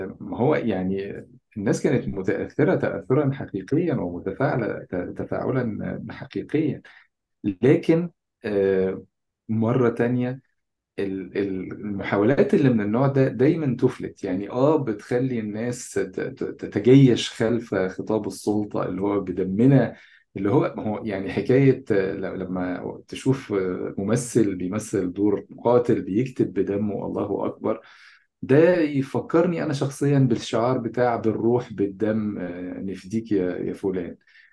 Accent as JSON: {"language": "Arabic", "country": "Egypt", "said": "يعني تصوراتنا كمصريين بشكل عام عن فلسطين عادة تصورات مضحكة جدا"}